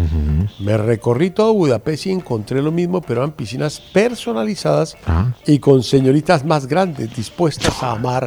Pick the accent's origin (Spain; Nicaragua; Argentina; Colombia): Colombia; Pereira, Risaralda; now in Montreal, Canada; yo soy de Pereira y lo mejor de mi ciudad son las mujeres. No hay mujer más consentidora que la pereirana.